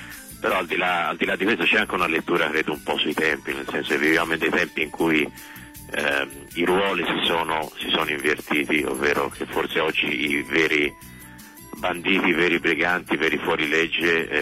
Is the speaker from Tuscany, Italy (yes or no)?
yes; Tuscany, Italy; da buon toscano me la cavo.